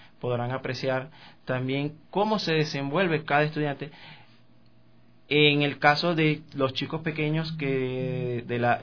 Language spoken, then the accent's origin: Spanish; Venezuela; Y mis inicios, bueno, fueron en Venezuela. Yo soy venezolano.